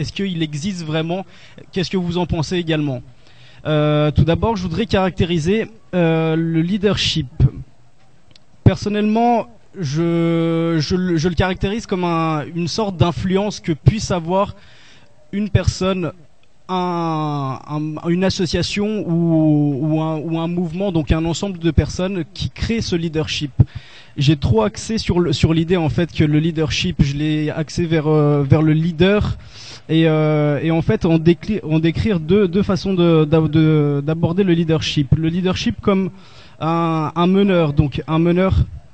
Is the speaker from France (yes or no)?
no; Brazil; je suis brésilien